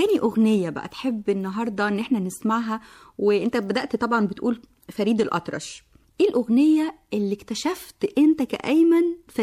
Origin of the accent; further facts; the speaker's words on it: Egypt; بيعتبروها انها موجات نغم غريبة على أذننا كمصريين يعني